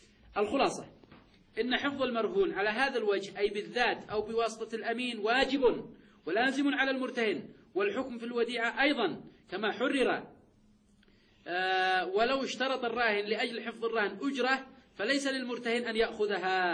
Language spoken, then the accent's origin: Arabic; Yemen; هذا يا شيخنا يذكروها في مسألة عندنا في اليمن قصة أي الطلي